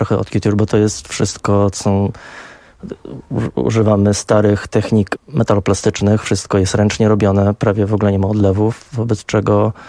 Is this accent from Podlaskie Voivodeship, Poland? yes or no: no; Warsaw, Masovian Voivodeship, Poland; moved away; A pojechałem do Londynu, bo urodziłem się w Warszawie, wychowałem się w Warszawie